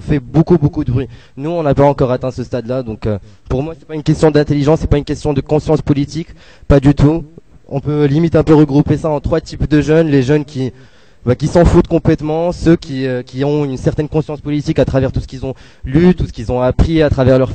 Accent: Morocco; moved away as an adult; now in Paris, France; Moi, je viens du Maroc à la base. Je suis juste là pour faire mes études. C'est ma quatrième année ici à Paris.

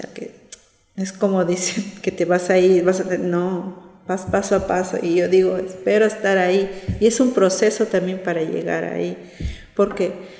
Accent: Peru; Me gustaría así terminar y en mi país, claro, vivir en mi casa, estar en Perú y ahí pasar ahí el resto de mis días allá, ¿sí?

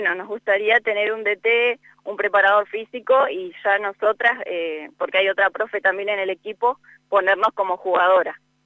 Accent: Gobernador Duval, La Pampa, Argentina; este año estoy trabajando como coordinadora acá en mi pueblo, en Gobernador Duval.

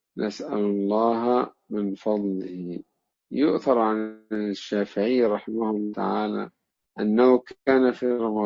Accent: Egypt; أنا أتذكر أيام أن كنا في معهد القراءات عندنا في مصر،

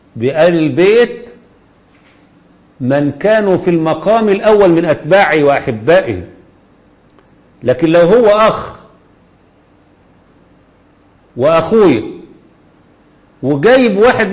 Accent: Egypt; وعندنا في مصر ولله الحمد فاهمين كويس جدا الآن مين العدو

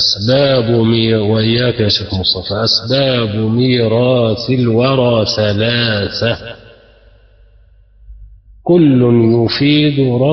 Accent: Egypt; اللي احنا بنسميه في عندنا في مصر نسيبنا

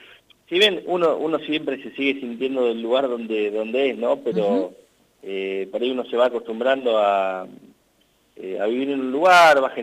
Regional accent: Macachín, La Pampa, Argentina; now in Santa Rosa, Argentina; Yo soy de Macachín, uh-huh. Sí, estoy viviendo hace unos 8 años ya acá en Santa Rosa. Uh-huh. Vine para estudiar

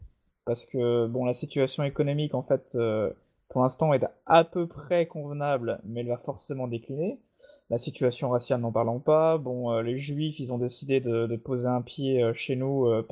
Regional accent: France; chez nous, en France

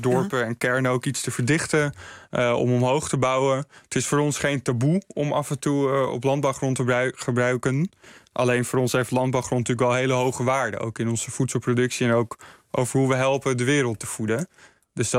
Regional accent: Mijdrecht, Utrecht, Netherlands; Ik kom uit Meidrecht en daar wordt ook graag gebouwd, want het ligt mooi dicht bij Amsterdam, maar wel lekker rustig op het platteland.

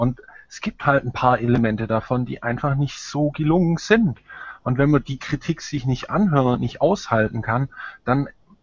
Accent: Germany; ich habe als Deutscher extreme Probleme, sozusagen dort Verständnis zu sehen, weil in meinem Land ist die Kultur vor die Hunde gegangen.

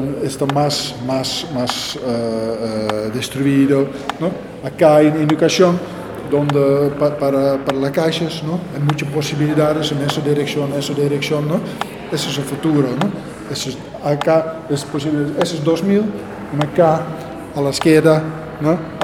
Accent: Netherlands; Spanish is a second language; now in Argentina; porque soy de Holanda, con mi tradición holandés, con mi tradición de pintura, entro en un país de con otra tradición

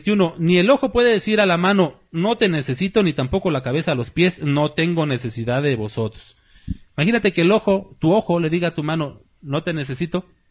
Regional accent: Mexico City, Mexico; born there; Yo soy azteca, mexica. ¿Dónde nací? Yo nací allá en el DF. ¿Soy mexica? Es mi sangre. Mi sangre de bronce, ¿cómo dicen? No reniego de mis raíces, ¿sí? Españolas e indígenas.

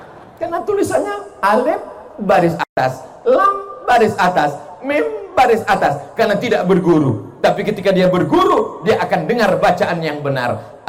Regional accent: Riau, Indonesia; Padahal saya orang Melayu, bukan Melayu yang lari itu. Saya ini dari Sumatera, orang Riau, Melayu.

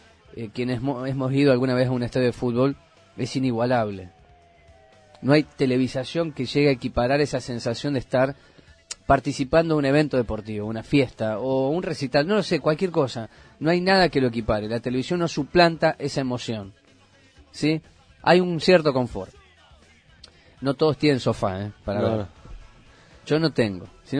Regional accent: Argentina; de que todos los argentinos podemos ver los 10 partidos de televisión, por la televisión, del fútbol argentino.

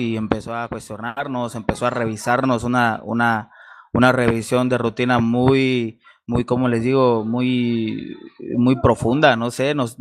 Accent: Acapulco, Guerrero, Mexico; soy del puerto de Acapulco, en el estado de Guerrero

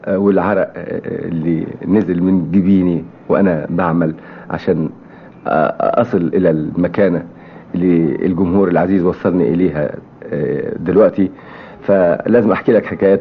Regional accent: As-Suwayda Governorate, Syria; ودخلوا في حرب مع الفرنسويين عشان يحرروا بلادنا سوريا وجبل الدروز

